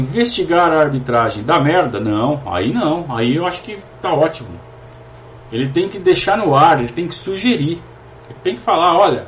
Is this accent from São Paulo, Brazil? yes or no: yes; Sorocaba, São Paulo, Brazil; lá de Sorocaba, minha terra, Sorocaba.